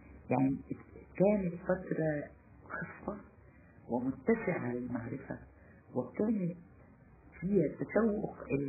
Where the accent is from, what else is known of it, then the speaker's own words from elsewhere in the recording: Damietta, Damietta Governorate, Egypt; born there; also born or lived in Mansoura / Assiut; انا مولوده في دمياط ولكن ابي عمل في المنصوره فتره وعمل في اسيوط فتره.